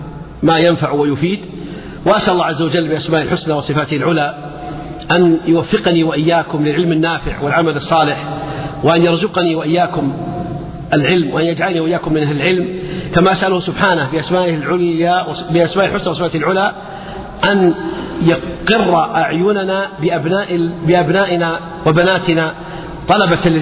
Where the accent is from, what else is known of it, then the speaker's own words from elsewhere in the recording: Buraydah, Al-Qassim, Saudi Arabia; يعني مثلا عندنا في بريدة